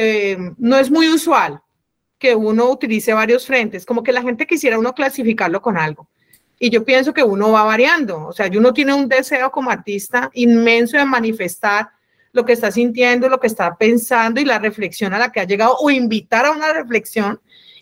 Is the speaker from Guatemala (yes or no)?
no; Cali, Valle del Cauca, Colombia; Bueno, lo que pasa es que yo soy caleña, ¿no?